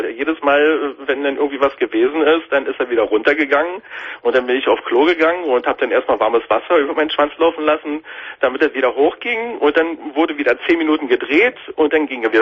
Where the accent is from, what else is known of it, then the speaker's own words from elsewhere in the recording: Berlin, Germany; also born or lived in Timmendorfer Strand; ich bin 2000 von Timmendorfer Strand nach Berlin gezogen, wo auch meine Heimatstadt ist